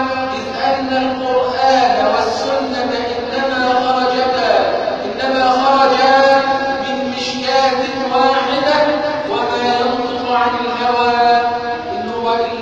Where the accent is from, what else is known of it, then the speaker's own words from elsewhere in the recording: Egypt; اللهم اجعل بلدنا مصر امنا امانا